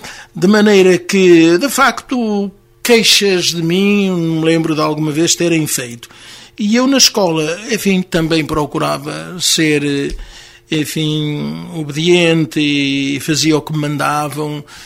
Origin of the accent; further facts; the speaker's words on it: Vinhó, Centro, Portugal; born there; O meu pai era de Vinhó e eu também nasci em Vinhó.